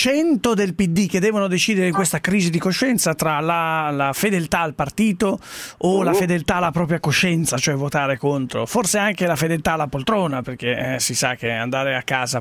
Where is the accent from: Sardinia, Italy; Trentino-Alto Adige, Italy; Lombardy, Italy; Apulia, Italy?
Lombardy, Italy; Sesto San Giovanni; È una cittadina straordinaria, è la mia città natale, ricordati.